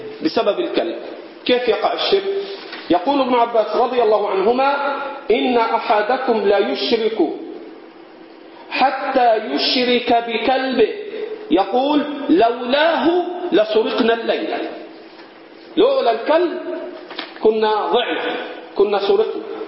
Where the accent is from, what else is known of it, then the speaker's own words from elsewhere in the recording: Egypt; البط عندنا في مصر صوته من أشد أصوات الطيور